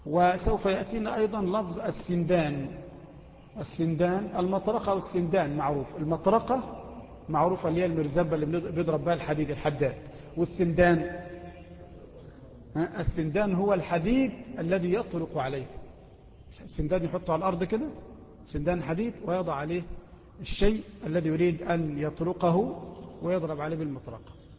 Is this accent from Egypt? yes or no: yes; Egypt; وإحنا من أهل مصر